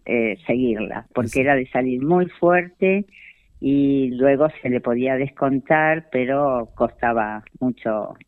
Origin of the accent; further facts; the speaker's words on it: Pehuajó, Buenos Aires Province, Argentina; yo comencé muy de chiquita en Pehuajó a los 7 años